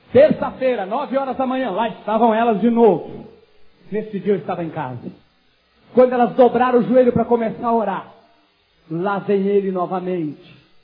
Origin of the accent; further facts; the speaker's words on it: Caxias do Sul, Rio Grande do Sul, Brazil; born there; O meu avô foi um dos homens mais ricos de Caxias do Sul, no Rio Grande do Sul, onde eu nasci.